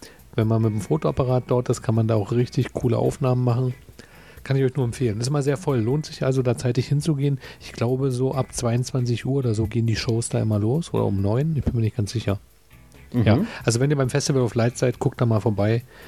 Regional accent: Berlin, Germany; also ich als Berliner verwechsel die auch immer

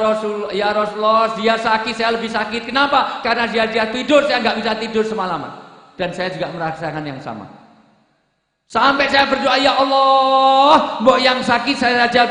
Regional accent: Special Region of Yogyakarta, Indonesia; saya orang desa, Bu, saya orang Jogja

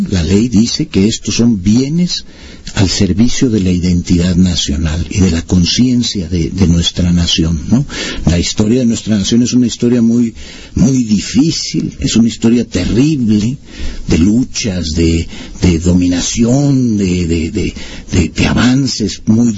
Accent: Mexico; Nosotros nos identificamos como mexicanos

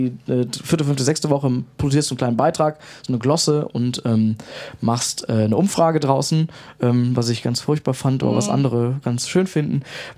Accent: Krefeld, North Rhine-Westphalia, Germany; Ich komme aus Krefeld

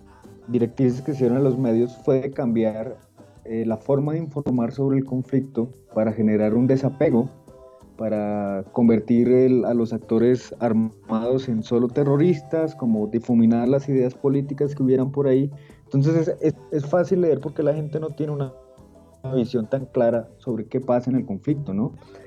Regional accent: Colombia; como colombianos lo hemos sufrido.

